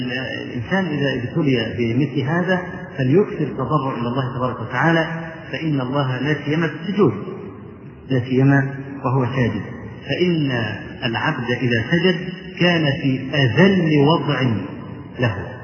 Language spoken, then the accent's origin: Arabic; Egypt; في مسجد العزيز بالله عندنا في مصر